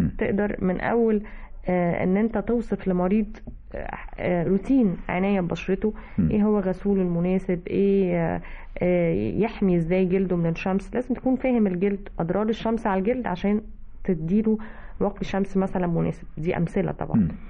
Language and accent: Arabic; Egypt; احنا كمصريين بدأنا نستخدمه كلفظ ان احنا مش حابين بعض